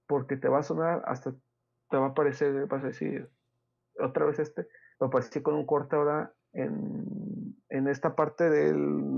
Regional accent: Pénjamo, Guanajuato, Mexico; aquí de donde soy, de Guanajuato, Pénjamo, Guanajuato

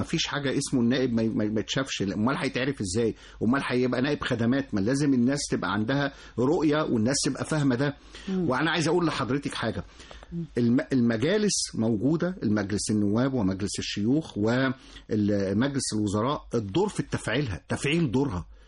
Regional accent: Egypt; بس احنا طولنا قوي فيها كمصريين يعني.

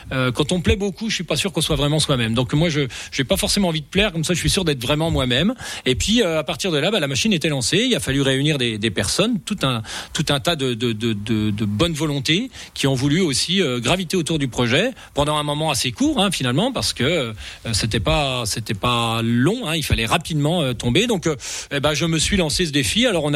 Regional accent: Rochesson, Grand Est, France; Moi je viens de Rochesson, pour rappeler.

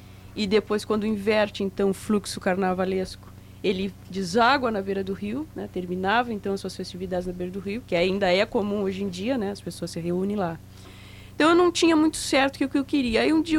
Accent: Jaguarão, Rio Grande do Sul, Brazil; Eu sou natural de Jaguarão.

